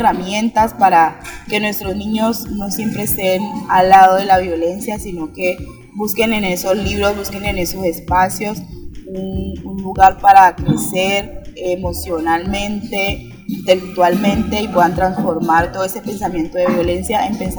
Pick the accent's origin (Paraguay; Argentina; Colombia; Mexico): Colombia; Roberto Payán, Nariño; vengo del municipio de Roberto Payán